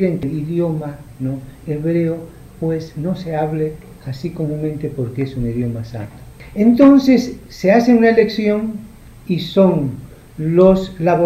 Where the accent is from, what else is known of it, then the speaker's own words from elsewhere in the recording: Tarija, Bolivia; llevando las coplas y las metáforas de mi tierra. Quiero comenzar a leerles lo que ya les adelantó mi compadre, así llamamos en Tarija